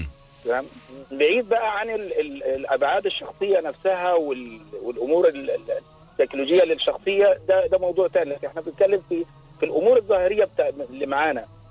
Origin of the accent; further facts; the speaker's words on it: Egypt; بزيادة حبتين زي ما بيقولوا عندنا في مصر